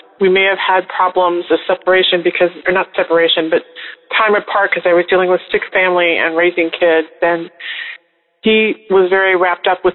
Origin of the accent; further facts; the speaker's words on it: Chicago, Illinois, United States; I'm from Chicago.